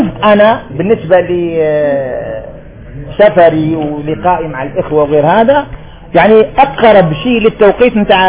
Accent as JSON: {"language": "Arabic", "country": "Algeria", "said": "وإحنا عندنا في الجزائر دايرين الفجر على 18 درجة"}